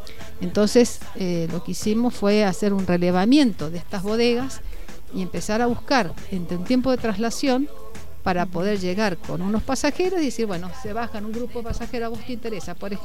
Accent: Mendoza, Argentina; tomar este desafío como mendocino es decir, bueno, soy anfitrión y soy embajador

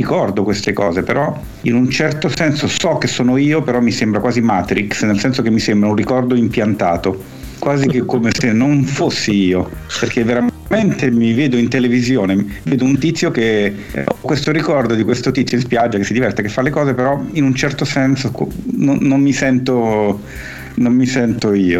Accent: Milan, Lombardy, Italy; sono cresciuto a Milano. La mia famiglia è di origine napoletana, però io ho passato la grandissima parte delle mie vacanze di bimbo in Puglia

